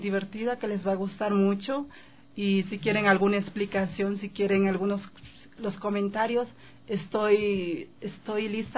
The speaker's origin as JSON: {"language": "Spanish", "region": "Esmeraldas", "country": "Ecuador", "said": "de la marimba, que son las raíces de mi pueblo afroecuatoriano. Yo soy de Esmeraldas."}